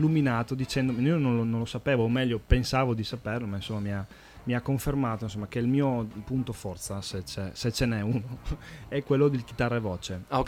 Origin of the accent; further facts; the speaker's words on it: Veneto, Italy; Io sono veneto, quindi Femo, Demo.